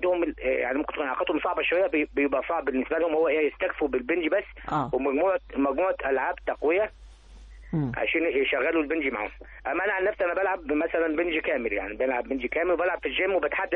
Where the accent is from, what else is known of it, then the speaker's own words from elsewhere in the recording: Sohag, Sohag Governorate, Egypt; now in Cairo, Egypt; سوهاجي وبدات 98 يمكن في سوهاج لما جيت القاهره هنا